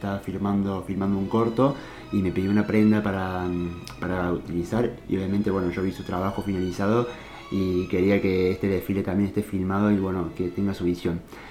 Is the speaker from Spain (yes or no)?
no; Cosquín, Córdoba, Argentina; Yo soy de Cosquín, nací el 4 de marzo.